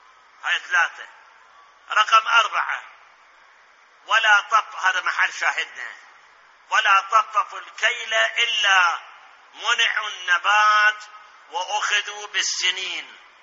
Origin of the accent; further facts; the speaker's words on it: Iraq; الآن أسألكم المحاكم عندنا بالعراق سواء محاكم مدنية أو محاكم عسكرية أو محاكم جنائية